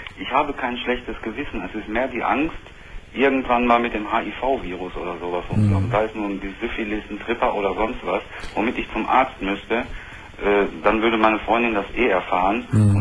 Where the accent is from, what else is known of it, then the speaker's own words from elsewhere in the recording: North Rhine-Westphalia, Germany; Ich komme aus dem Sauerland, da ist ja nun an der Möhne, an der Sorbetalsperre und sowas, viele Campingplätze